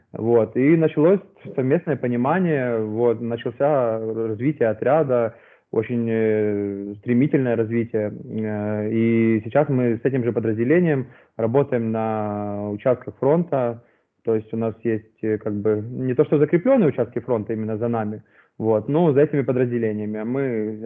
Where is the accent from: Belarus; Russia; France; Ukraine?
Ukraine; что я вот с Украины